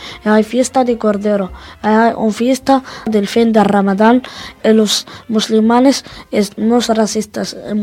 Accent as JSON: {"language": "Spanish", "town": "Tangier", "region": "Tanger-Tetouan-Al Hoceima", "country": "Morocco", "said": "Soy marroquí de Tánger. Tengo 14 años."}